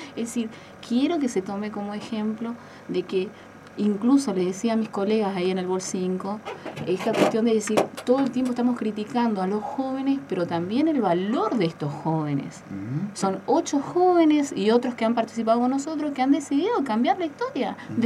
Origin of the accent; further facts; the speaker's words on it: Candelaria, Argentina; viven muchas personas en Candelaria, en qué condiciones precarias viven en mi pueblo